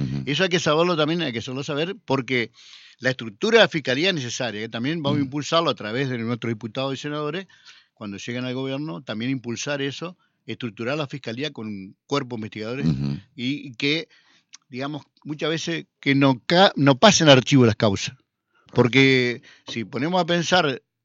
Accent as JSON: {"language": "Spanish", "town": "Concordia", "region": "Entre Ríos", "country": "Argentina", "tie": "born or raised there", "said": "yo soy de Concordia."}